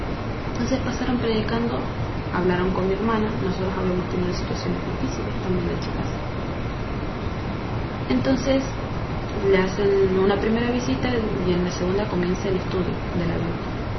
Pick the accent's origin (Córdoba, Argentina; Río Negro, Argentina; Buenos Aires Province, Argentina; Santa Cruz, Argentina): Río Negro, Argentina; Cinco Saltos; also born or lived in Lincoln; Tengo 24 años, soy de Argentina. Nací y me crié mis primeros 9 años en Cinco Saltos, provincia de Río Negro, al sur de la Argentina. Cuando cumplí 9 nos mudamos con mi hermana mayor, que me lleva 1 año, mi mamá, a Lincoln, provincia de Buenos Aires.